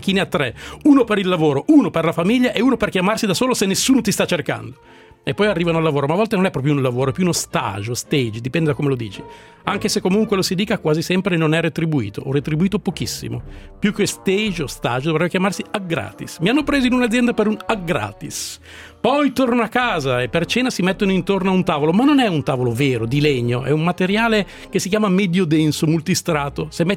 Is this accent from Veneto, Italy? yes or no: no; Salò, Lombardy, Italy; now in Milan, Italy; non essendo io originario di Milano. Io non sono di Milano, sono della Custra, del Lago di Garda